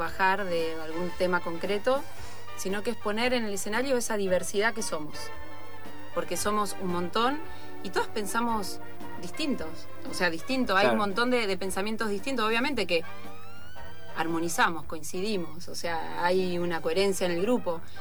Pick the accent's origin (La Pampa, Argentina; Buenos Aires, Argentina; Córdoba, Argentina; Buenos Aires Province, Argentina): La Pampa, Argentina; Huatraché; Es mi pueblo y hay un teatro muy lindo, muy antiguo, donde queríamos actuar.